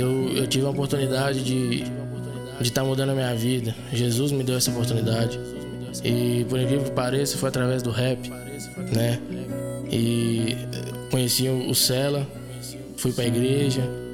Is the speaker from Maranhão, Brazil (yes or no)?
no; Ribeirão das Neves, Minas Gerais, Brazil; nascido e criado aqui em Neves, MG.